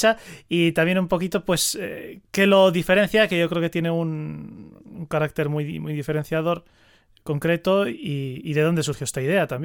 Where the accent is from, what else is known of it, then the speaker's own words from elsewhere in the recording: San Sebastián, Basque Country, Spain; yo soy de Donosti